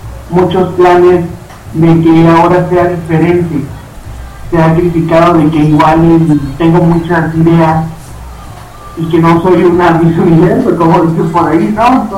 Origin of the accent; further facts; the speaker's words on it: Tampico, Tamaulipas, Mexico; now in Mexico City, Mexico; fueron las amistades que yo he hecho aquí en la Ciudad de México. Yo soy de Tampico, Tamaulipas.